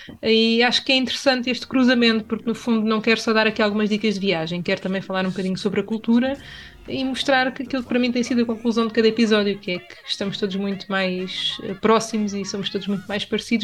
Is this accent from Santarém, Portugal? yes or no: no; Torres Vedras, Lisbon, Portugal; Sou de Torres Vedras.